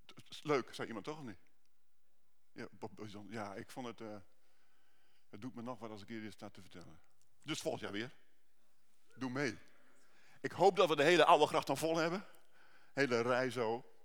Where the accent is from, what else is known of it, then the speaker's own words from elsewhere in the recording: Utrecht, Netherlands; Ik kom van Utrecht.